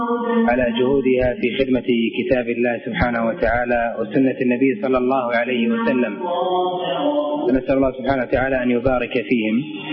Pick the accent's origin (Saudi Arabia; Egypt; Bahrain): Bahrain; احنا عندنا في البحرين ترشيح المسابقات الدولية يكون فيها اختبار